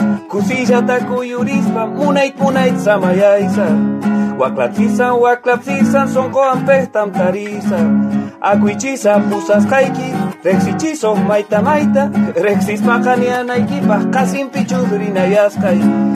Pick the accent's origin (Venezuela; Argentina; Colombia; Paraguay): Argentina; Santiago del Estero; Yo soy de aquí, de Santiago del Estero, del departamento Figueroa, de la Costa del Salado. De aquí un pueblo que se llama El Pirucho, Bandera Bajada.